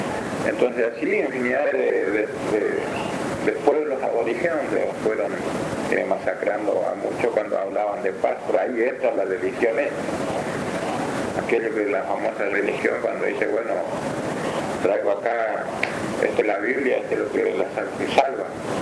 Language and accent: Spanish; Argentina; Pero yo estando acá en cualquier punto de Argentina tengo derecho a ir, porque es mi tierra.